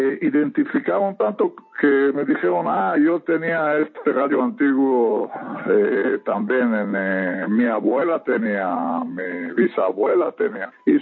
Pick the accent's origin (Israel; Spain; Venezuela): Israel; Spanish is a second language; el radio proviene de Europa, a mi tierra natal, que es Israel